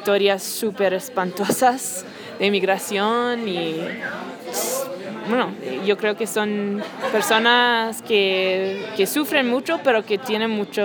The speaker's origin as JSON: {"language": "Spanish", "town": "Houston", "region": "Texas", "country": "United States", "tie": "born or raised there", "said": "Bueno, crecí en Texas y en las afueras de Houston."}